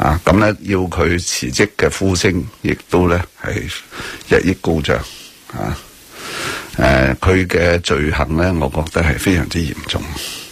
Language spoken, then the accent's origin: Cantonese; Hong Kong; 所以希望大家不要讲我们香港人呢就活在一个国际城市啦